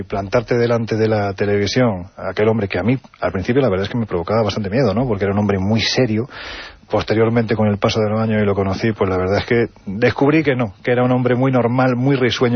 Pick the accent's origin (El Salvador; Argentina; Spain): Spain; Jaén, Andalusia; cuando me pongo delante de un micrófono casi un resorte en mi cabeza hace que me quite mi acento, yo soy de Jaén